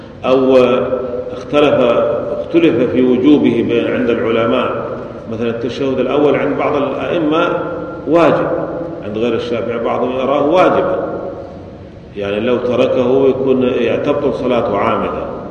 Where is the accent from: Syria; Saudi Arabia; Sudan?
Syria; ولذلك عندنا في سوريا غالب المساجد يجهرون